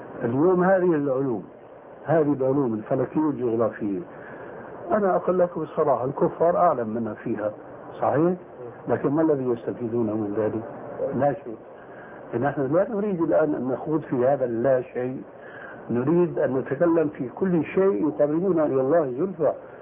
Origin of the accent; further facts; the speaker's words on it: Levant, Syria; يقولون عندنا في الشام ما علي جواب